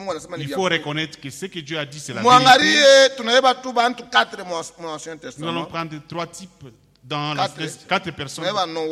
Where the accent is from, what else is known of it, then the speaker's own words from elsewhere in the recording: Lubumbashi, Haut-Katanga, DR Congo; Je suis de Lumbashi